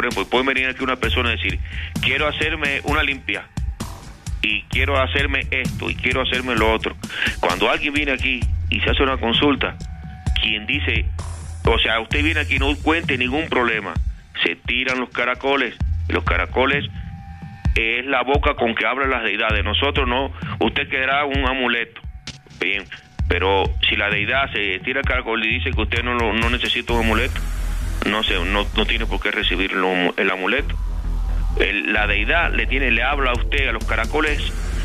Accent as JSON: {"language": "Spanish", "country": "Cuba", "said": "yo soy extranjero, yo soy cubano."}